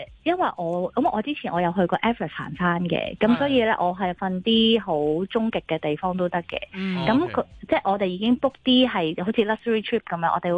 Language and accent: Cantonese; China; 见到你系中国人，佢系咁问你可唔可以同你影相啊